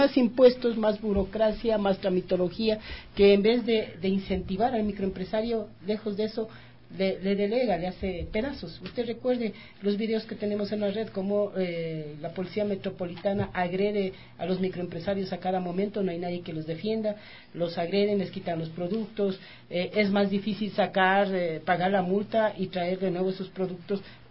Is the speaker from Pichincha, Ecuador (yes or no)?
yes; Quito, Pichincha, Ecuador; Entonces acá tiene de San Blas, allá tiene el Tejar, acá tiene del América. Ajá. Soy de la Vicentina.